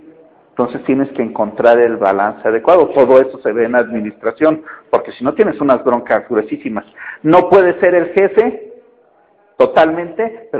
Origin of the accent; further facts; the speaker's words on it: Mexico; Pero normalmente como mexicanos tendemos en eso.